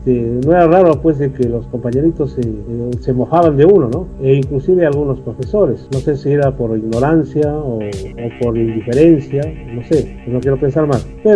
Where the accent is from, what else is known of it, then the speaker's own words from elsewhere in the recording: Cajamarca, Peru; yo nací y radico en Cajamarca. Soy de las personas que es muy difícil de moverse.